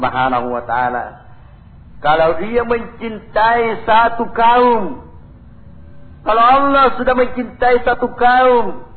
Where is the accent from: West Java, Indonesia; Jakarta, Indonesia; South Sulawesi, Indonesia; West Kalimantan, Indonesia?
South Sulawesi, Indonesia; Karena kita ini Bugis Makassar.